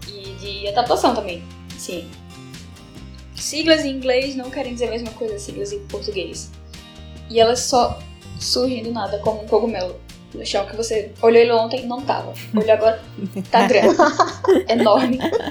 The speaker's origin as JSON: {"language": "Portuguese", "country": "Brazil", "said": "porque eu sou brasileira, é isso"}